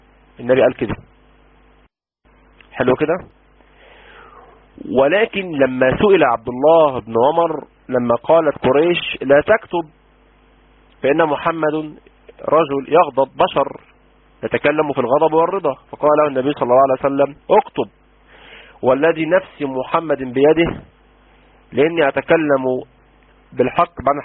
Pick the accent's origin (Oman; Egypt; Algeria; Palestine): Egypt; ده كلام مفاطل اللي بنقوله عندنا في مصر